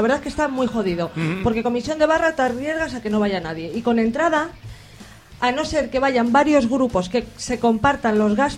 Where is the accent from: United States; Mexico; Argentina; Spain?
Spain; Madrid, Community of Madrid; now in Segovia, Spain; Bueno, yo aunque soy madrileña, vivo en Segovia